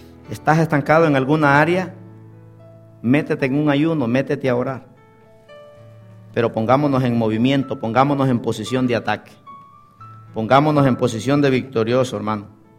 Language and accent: Spanish; Honduras; now in United States; Allá nací con las gallinas en Honduras, con los chanchos, con las vacas, con los caballos. Y un día decía, y un día me voy a montar en la panza de un avión y me voy para los Estados Unidos. Y hace 18 años llegué aquí.